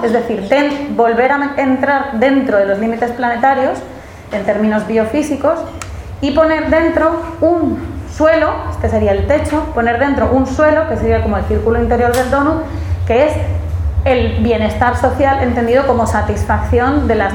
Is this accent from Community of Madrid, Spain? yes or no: yes; Community of Madrid, Spain; moved away; also born or lived in Andalusia; me siento un poco rara hablando de Andalucía y sus impactos ambientales siendo madrileña. Y no por nada, yo llevo aquí viviendo 10 años